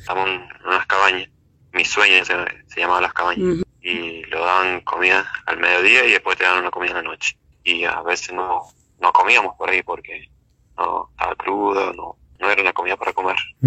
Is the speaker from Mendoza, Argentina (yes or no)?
yes; La Dormida, Mendoza, Argentina; nosotros somos de Mendoza, Santa Rosa, La Dormida.